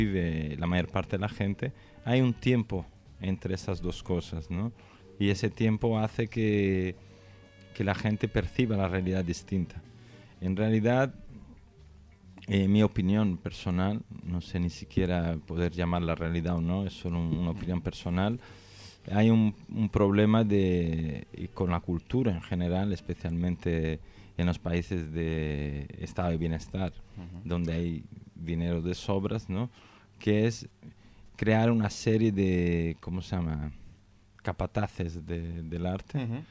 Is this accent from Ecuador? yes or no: no; São Paulo, Brazil; No nací en Sao Paulo. Ah. Pero viví casi toda mi vida en Sao Paulo.